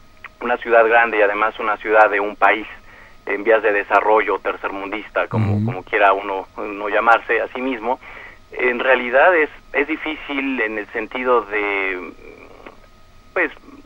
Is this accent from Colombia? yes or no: no; Mexico City, Mexico; soy originario del DF y créeme que entre lo que es mi esposa y la familia que de mi esposa que vive aquí en el DF, muchas veces yo soy el extranjero en las reuniones